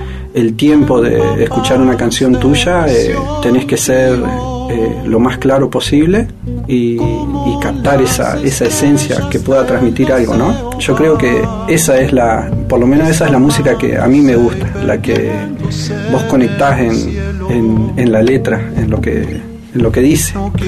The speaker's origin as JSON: {"language": "Spanish", "town": "Balcheta", "region": "Río Negro", "country": "Argentina", "tie": "born or raised there", "said": "Nace de haberme venido de Balcheta. El haberme venido despertó en mí como un sentimiento de nostalgia, de decir, quiero volver a mi pueblo"}